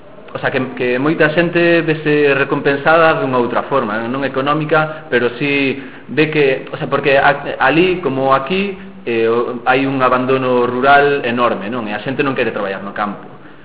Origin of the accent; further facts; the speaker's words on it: Arnoia, Galicia, Spain; eu mesmo no meu pobo aquí, eu son de Arnoia, aí do Ribeiro